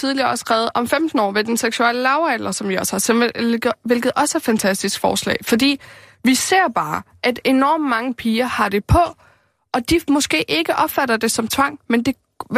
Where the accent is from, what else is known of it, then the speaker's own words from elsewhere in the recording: Amager, Capital Region of Denmark, Denmark; hun bor derude på Amager, hvor jeg voksede op.